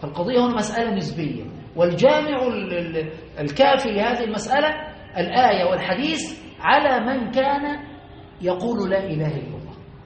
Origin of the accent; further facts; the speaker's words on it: Aswan Governorate, Egypt; لما هناك عندنا في أسوان كنا صغار